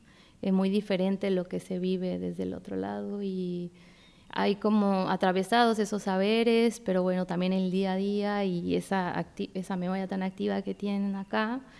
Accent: Mexico; somos mexicanas, era como ese, así escuchar esa voz y decir, estamos acá, solas, migrantes.

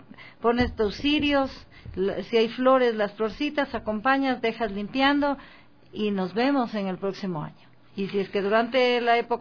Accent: Carolina, Loja, Ecuador; now in Quito, Ecuador; La mayor parte están allá en mi provincia, están en Loja

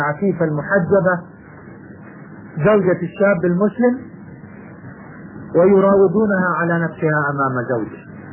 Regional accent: Jordan; يكتبون الأولاد الصغار مثلا عندنا في الأردن

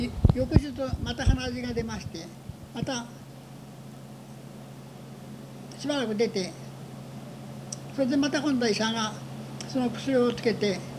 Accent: Numazu, Shizuoka, Japan; born there; 静岡県の、日本の静岡県沼津で生まれました。

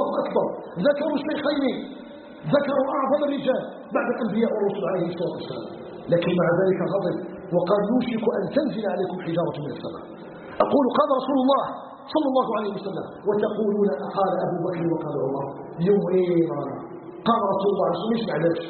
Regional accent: Algeria; أن يجعل بلدنا الجزائر بلدا آمنا مطمئنا

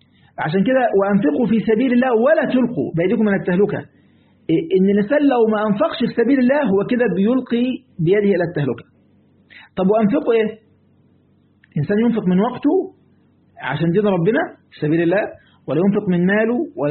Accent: Egypt; اللي هو اللي هنا عندنا في مصر، لازم هنا في مصر يعني

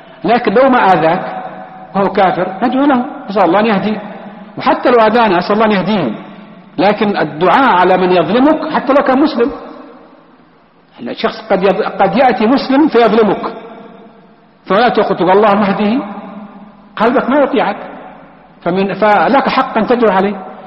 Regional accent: Palestine; مثلا أنا فلسطينيين

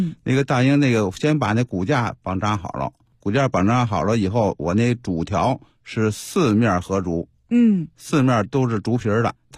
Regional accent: Beijing, China; 朝阳门住呢是在胡同那边，从小就在胡同就放那屁帘，

